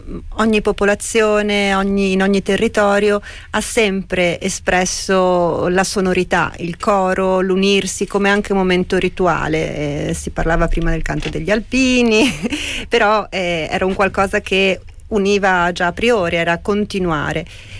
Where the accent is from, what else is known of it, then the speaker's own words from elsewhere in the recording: Veneto, Italy; E io che sono veneta